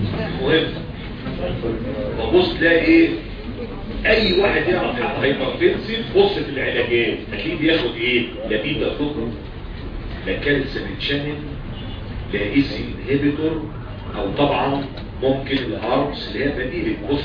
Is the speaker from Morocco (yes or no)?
no; Egypt; دي عندنا في مصر عادية.